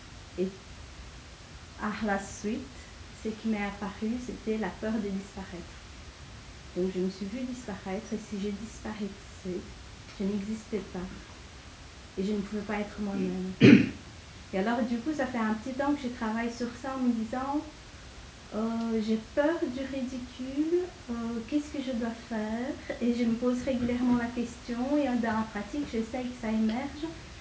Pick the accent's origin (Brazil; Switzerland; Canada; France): Brazil; J'ai grandi au Brésil. Au Brésil étant un pays très raciste